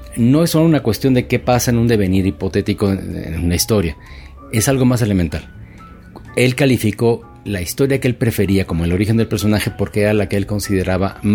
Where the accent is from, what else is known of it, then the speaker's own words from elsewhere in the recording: Mexico; como los mexicanos lo somos